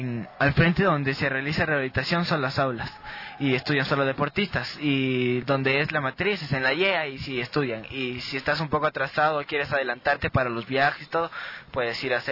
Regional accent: Quito, Pichincha, Ecuador; Sí, nací en Quito, mi mamá vivió un tiempo en Guayas, pero todos somos quiteños.

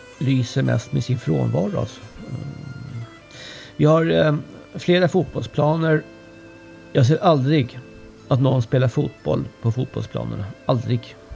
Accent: Stockholm, Stockholm County, Sweden; Nu kommer jag från Stockholm här, så att det finns inte mycket här uppe alls.

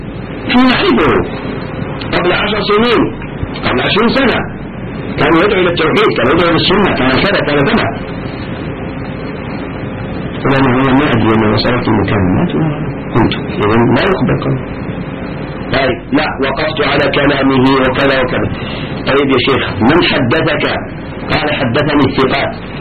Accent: Algeria; هنا عندنا في الجزائر خاصة في بلادنا انتشر عند كثير من الشباب

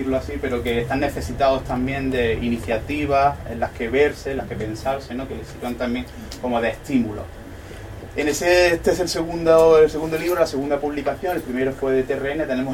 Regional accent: Loja, Andalusia, Spain; escribo un texto maravilloso sobre mi pueblo, y yo lo que quiero es publicar un texto sobre mi pueblo, somos así de chauvinistas ambos sobre Loja.

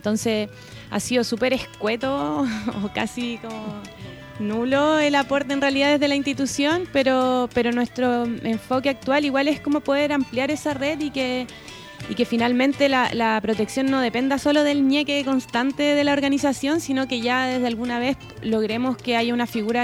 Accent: Valparaíso, Chile; todos quienes somos parte de Valparaíso.

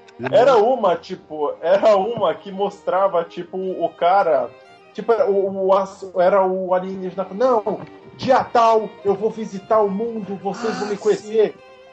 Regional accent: Cubatão, São Paulo, Brazil; Eu, quando era criança, eu morava em Cubatão, né? Cidade ali do litoral de São Paulo.

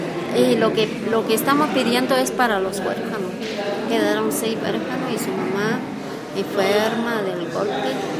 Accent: Guerrero, Mexico; vengo del San Marco, municipio de Mitlatomas.

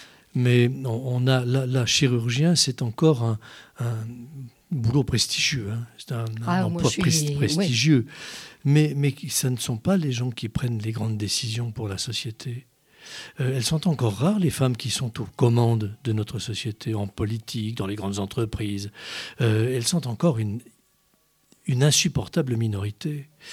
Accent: Igné, Grand Est, France; Que je suis Vosgien, oui, que je suis né à Igné, à côté d'Épinal, et que je suis toujours dans ce secteur, que je suis très enraciné dans notre pays

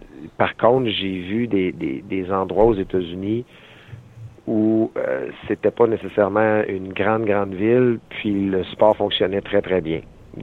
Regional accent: Quebec, Canada; moi je viens de l'Abitibi, là, donc okay. Je suis pas originaire d'ici, puis encore moins du Saguenay.

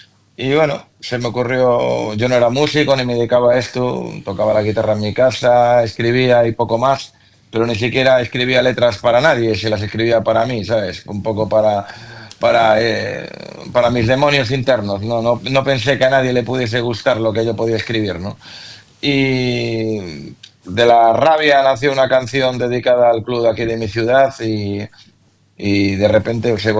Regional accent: A Coruña, Galicia, Spain; Igual en Madrid también, si nosotros somos de Coruña, es difícil que metamos gente en una sala

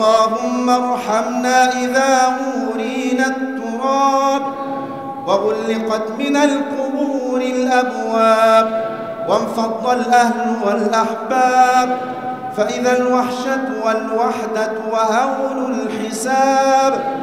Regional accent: Egypt; اللهم احفظ بلدنا مصر

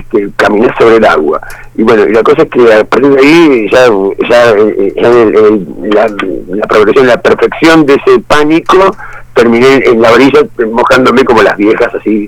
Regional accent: Villa Gesell, Buenos Aires Province, Argentina; había pasado por mi pueblo, la pena era que yo había nacido 5 minutos antes, 5 minutos más tarde, o bueno, en fin, tenía 7 años cuando todo eso pasaba.

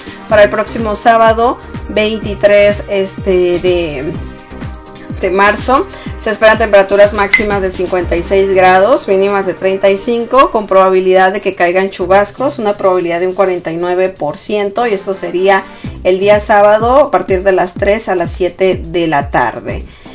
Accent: Sonora, Mexico; Yo soy originaria de México, obviamente, pero de Sonora, del estado de Sonora.

